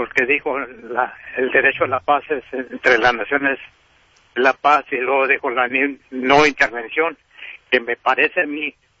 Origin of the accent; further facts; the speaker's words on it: Mexicali, Baja California, Mexico; also born or lived in Agua Prieta, Sonora; Yo soy de Agua Prieta, Sonora, pero creado en Mexicali, Baja California.